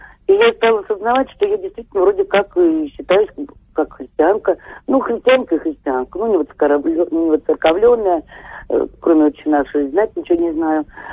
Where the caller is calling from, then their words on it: Moscow, Russia; из Москвы.